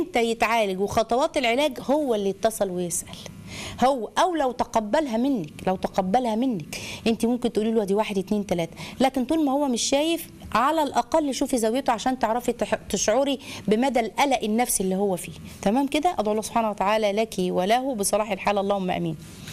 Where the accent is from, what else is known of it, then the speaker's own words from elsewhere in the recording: Egypt; عندنا احنا كعرب او كمصريين